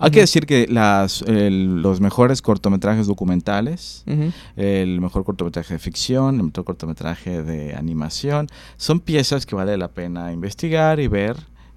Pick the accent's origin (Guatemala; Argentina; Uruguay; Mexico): Mexico; porque somos mexicanos, ¿por qué no?